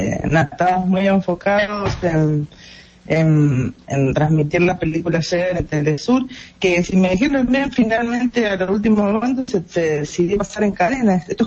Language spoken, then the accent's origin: Spanish; Argentina; moved away; also born or lived in Venezuela; yo llegué a Venezuela sin ninguna simpatía per se con Chávez, al revés, como Argentina, que con conciencia de lo que han sido los militares en América Latina en general